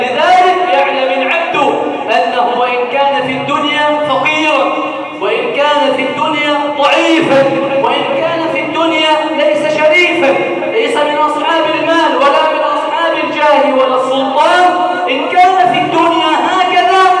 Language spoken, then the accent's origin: Arabic; Egypt; اللهم إنا نسألك أن تجعل بلدنا مصر سخاء رخاء